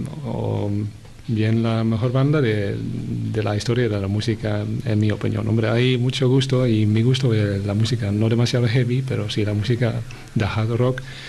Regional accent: Netherlands; Spanish is a second language; Pues de Holanda, como ya se puede detectar de mi acento. Aunque mucha gente piense que yo soy alemán

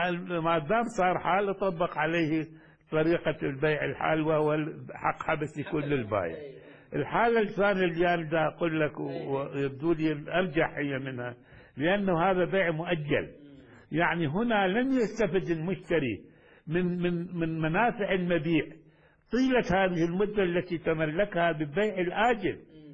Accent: Baghdad, Baghdad Governorate, Iraq; مثل كما عندنا في بغداد. يعني إلى الآن كنت أتذكر هذا

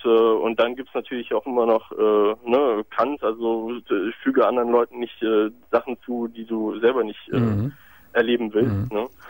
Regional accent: Brazil; Ich komme aus Brasilien, bin in Brasilien geboren.

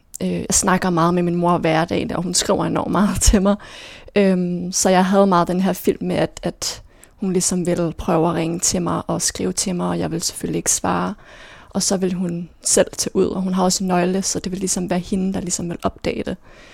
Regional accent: Herfølge, Zealand, Denmark; now in Copenhagen, Denmark; jeg er vokset op i Herfølge, en lille by sådan uden for Køge.

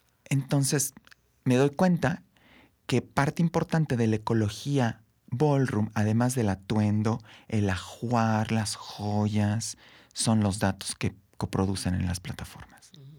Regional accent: Querétaro, Mexico; tú sabes, yo soy de Querétaro, y empiezo a ir a las prácticas en Querétaro.

